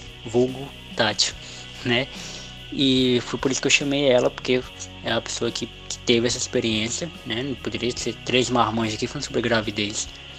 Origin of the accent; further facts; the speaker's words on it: Acre, Brazil; Eu e a Mauriane somos do Acre